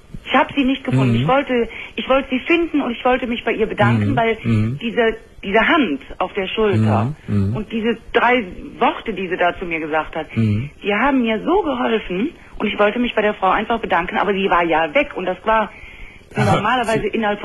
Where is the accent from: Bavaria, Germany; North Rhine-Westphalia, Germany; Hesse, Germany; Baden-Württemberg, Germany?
North Rhine-Westphalia, Germany; Cologne; Und wir sind Kölner